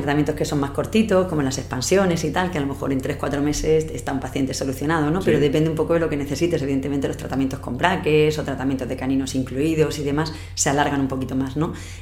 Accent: Los Montesinos, Valencian Community, Spain; now in Murcia, Spain; yo nací en un pueblo de Alicante, en los Montesinos. Sí. Y bueno, pues un poco arrastrar lo que ha sido de siempre a la gente de mi pueblo, luego haber venido a Murcia a estudiar la carrera, luego me fui a hacer la especialidad de ortodoncia a la Complutense en Madrid.

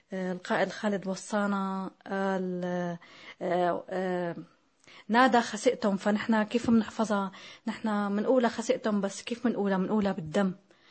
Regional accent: Tartus, Tartus Governorate, Syria; كتبت أنا من طرطوس هون رسالة لحتى ندل علينا نحن

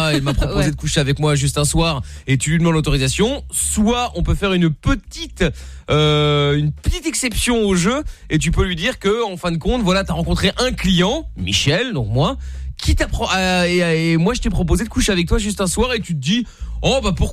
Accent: Portugal; Moi-même je suis portugais

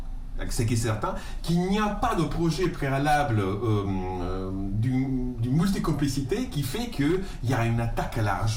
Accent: Calabria, Italy; alors moi je viens d'une région d'Europe dans laquelle il y a une des mafias les plus puissantes, ça s'appelle la Drangheta, c'est la Calabre.

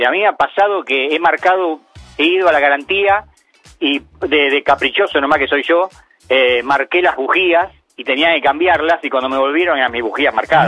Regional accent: Lanús, Buenos Aires Province, Argentina; Perfecto, yo soy de Lanús.

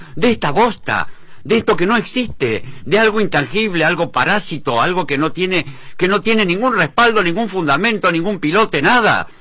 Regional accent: Argentina; Los culpables somos cada argentino que no reaccionamos contra toda esta basura.

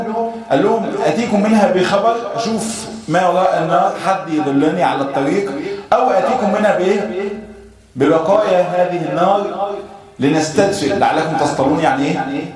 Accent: Egypt; ويعني احنا كثير من اهل مصر لم يرى ذلك.

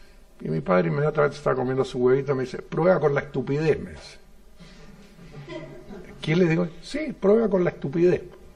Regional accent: Germany; Cuando yo era niño, tenía unos 7 años. Yo soy un niñito alemán, ¿no?

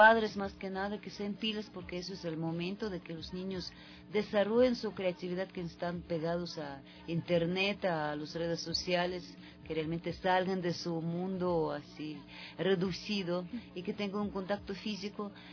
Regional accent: Russia; Spanish is a second language; moved away; Yo soy rusa, vivo aquí 25 años, pero realmente de rusa quedó solo acento, porque realmente

